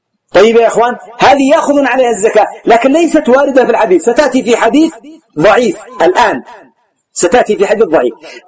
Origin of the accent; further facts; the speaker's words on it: Yemen; وأجودها كما قلت لكم يسمى عندنا في اليمن العربي والميساني